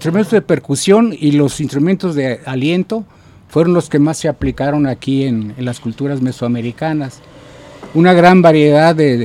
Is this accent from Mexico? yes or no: yes; Mexico; si toda la vida voy a ser músico y como mexicano, tengo que saber cómo empezó la música en mi propia cultura